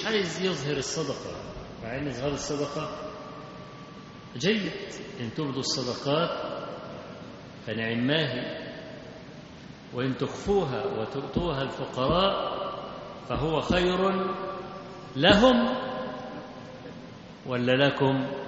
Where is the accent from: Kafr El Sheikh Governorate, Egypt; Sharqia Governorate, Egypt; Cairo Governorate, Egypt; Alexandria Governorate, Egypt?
Kafr El Sheikh Governorate, Egypt; Kafr El Sheikh; القطر اللي عندنا في كفر الشيخ يعني